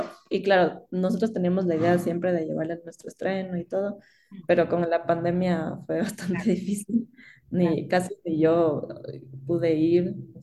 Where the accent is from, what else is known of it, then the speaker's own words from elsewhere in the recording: Ecuador; había muchas cosas que eran muy comunes con Ecuador, de donde yo vengo.